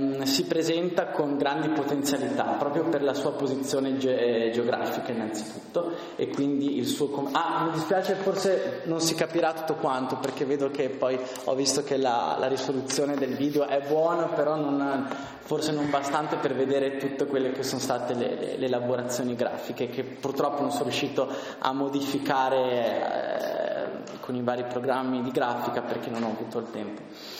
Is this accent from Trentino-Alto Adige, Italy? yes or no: yes; Bolzano, Trentino-Alto Adige, Italy; credo che tutti proveniamo da Bolzano, quindi conosciamo la nostra città